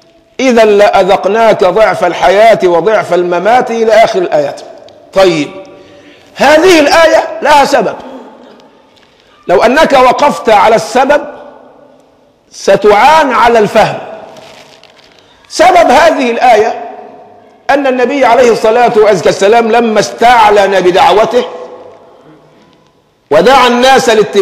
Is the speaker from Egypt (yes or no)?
yes; Egypt; عندنا لازمة كمصريين يعني مسكة في اللسان